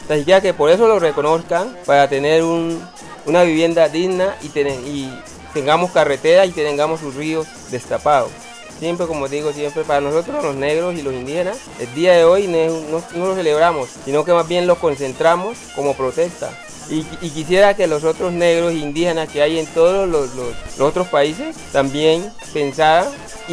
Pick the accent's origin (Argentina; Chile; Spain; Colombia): Colombia; ahí todos somos colombianos.